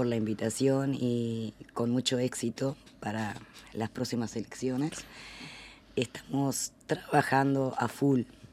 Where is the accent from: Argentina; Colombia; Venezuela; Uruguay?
Uruguay; Rivera; now in Montevideo, Uruguay; Soy de Rivera.